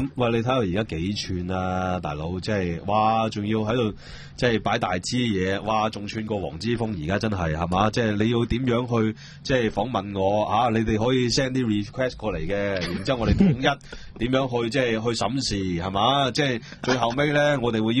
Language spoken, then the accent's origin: Cantonese; United States; 關我哋美國人咩事啫？